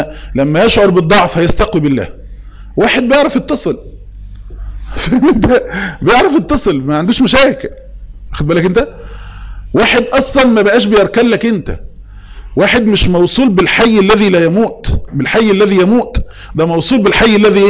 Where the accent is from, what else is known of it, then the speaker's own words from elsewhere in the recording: Beni Suef, Beni Suef Governorate, Egypt; انا من مصر من بني سويف من حي الازهري